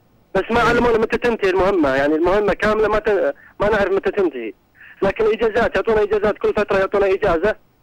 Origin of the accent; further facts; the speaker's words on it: Riyadh, Riyadh Province, Saudi Arabia; أنا من أهل الرياض، لكن أنا مرابط في حد الجنوب في الحرس الوطني.